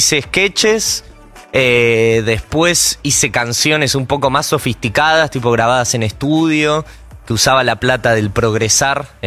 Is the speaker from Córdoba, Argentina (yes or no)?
no; Buenos Aires, Argentina; Pero siempre estuve como los dos porque tuve padres separados, entonces metí a Belgrano, Urquiza.